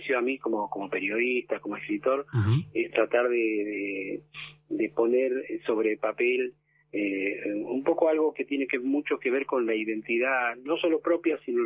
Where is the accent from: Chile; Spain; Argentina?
Argentina; Somos argentinos